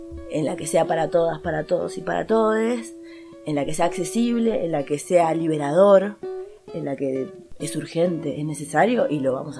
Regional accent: Buenos Aires, Argentina; born there; now in Tras la Sierra, Argentina; soy música cantautora, nací en Buenos Aires, vivo en Tras la Sierra. De hace mucho que hago música. Voy a cumplir 40 años dentro de muy poco

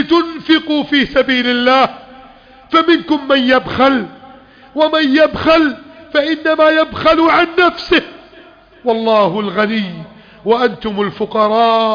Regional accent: Egypt; اجعل بلدنا مصر أمنا سلاما، سلما سخاء رخاء

